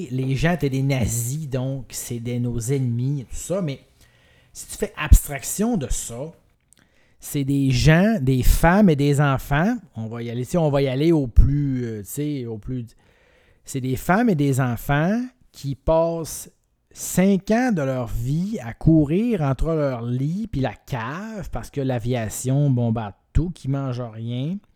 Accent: Quebec, Canada; moi je viens du Saguenay, je l'ai dit, OK?

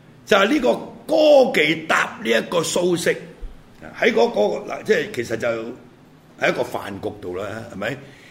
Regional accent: Hong Kong; 譬如我係香港人，咁你話我有鄉，屌我原籍係廣東陸豐大安鄉，咁但係我香港出世噶嘛

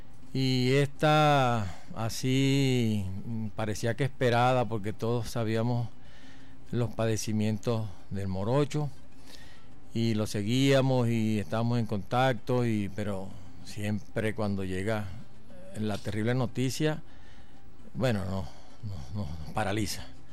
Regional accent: Venezuela; porque somos venezolanos y lo sentimos

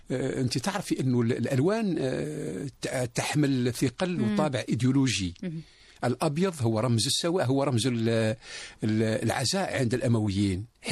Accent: Algeria; بالنسبة إلينا كجزائريين

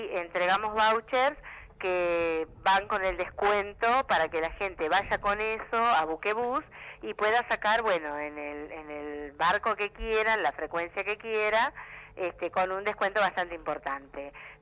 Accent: Uruguay; now in Buenos Aires, Argentina; nosotros somos uruguayos que pertenecemos al Frente Amplio y nos reunimos acá en Buenos Aires

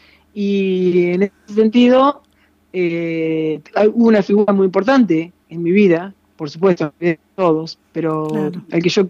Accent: Colón, Entre Ríos, Argentina; nací a la orilla del río, viví en Colón, que también está el río Uruguay, y después me vine acá al río de la Plata.

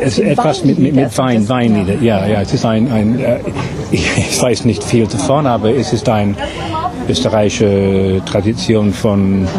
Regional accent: England, United Kingdom; German is a second language; Ich bin Engländer, ja.

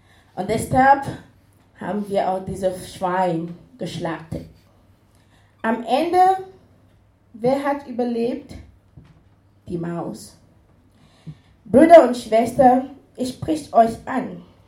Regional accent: Cameroon; now in Esslingen, Germany; Ich bin in Kamerun geboren und aufgewachsen, lebe seit 11 Jahren in Deutschland, beziehungsweise seit 8 Jahren in Esslingen.

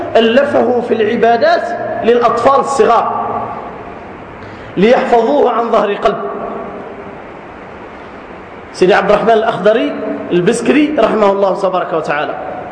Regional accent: South, Algeria; خاصة عندنا في الجنوب، بل حتى في الشمال

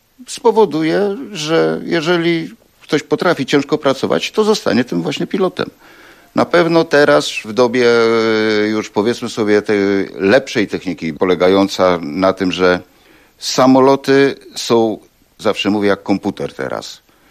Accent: Dęblin, Lublin Voivodeship, Poland; To na pewno miasto rodzinne, dlatego że się urodziłem w nim.

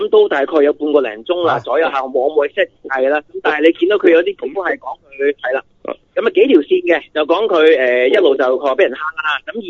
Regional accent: China; 好似我哋中国人嗰啲全盒咁嘅

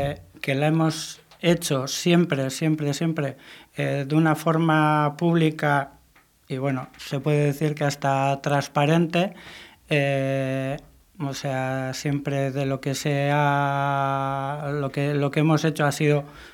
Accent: Mundaka, Basque Country, Spain; now in Bilbao, Spain; yo vivo en Bilbao pero soy de Mundaka

